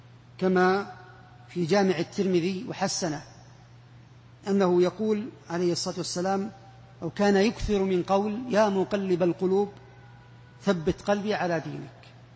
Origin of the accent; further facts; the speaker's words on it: Saudi Arabia; احنا ما عندنا في السعودية فيه